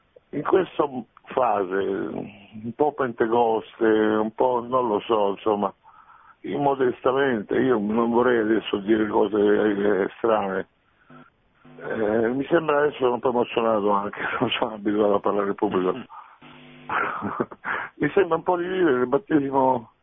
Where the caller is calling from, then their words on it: Rome, Lazio, Italy; da Roma, padre.